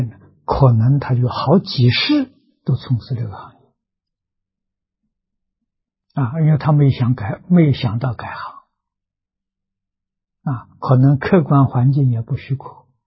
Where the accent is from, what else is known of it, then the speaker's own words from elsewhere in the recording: China; 我们中国人讲啊，靠天吃饭啊